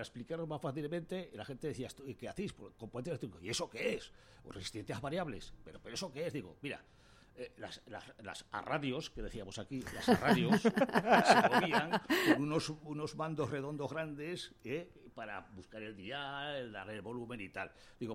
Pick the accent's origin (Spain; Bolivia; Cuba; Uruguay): Spain; Tudela, Navarre; yo nací en Tudela, soy de Tudela, vivo en Tudela, pero tengo una relación total con Fontellas. Mis padres eran de Fontellas